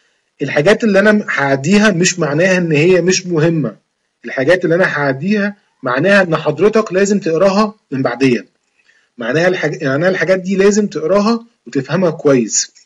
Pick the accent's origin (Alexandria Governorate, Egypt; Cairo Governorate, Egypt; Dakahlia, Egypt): Alexandria Governorate, Egypt; Alexandria; من اسكندرية، بس يعني لما امتحنتها ما كانتش امتحان في اسكندرية